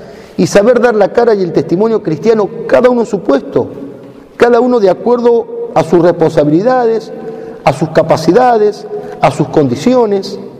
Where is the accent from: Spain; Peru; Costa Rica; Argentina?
Argentina; a nuestra patria y a nosotros como argentinos.